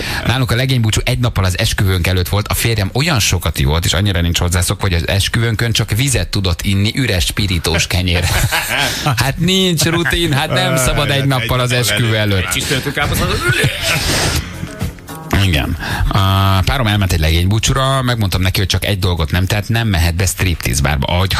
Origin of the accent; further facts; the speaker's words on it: Eger, Heves, Hungary; Egyébként egri vagyok.